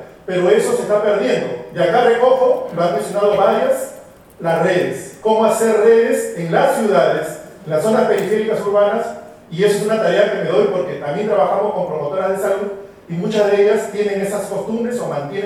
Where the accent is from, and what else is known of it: Peru